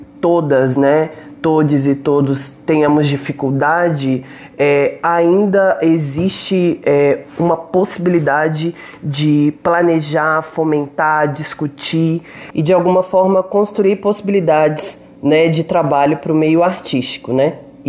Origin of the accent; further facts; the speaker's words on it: Belo Horizonte, Minas Gerais, Brazil; moved away as an adult; now in São Paulo, Brazil; Eu sou, né, mineira, Belo Horizontina, moro aqui em São Paulo há 8 anos